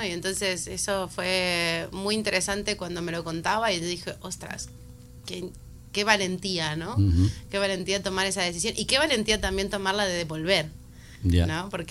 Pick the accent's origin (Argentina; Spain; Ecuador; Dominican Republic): Argentina; soy argentina, no que lo sepan, es lo que hay.